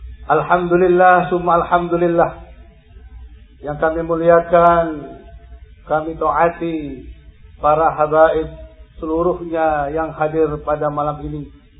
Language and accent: Indonesian; Bangil, East Java, Indonesia; Hawa sejuk ini mencerminkan hati-hati kita orang Bangil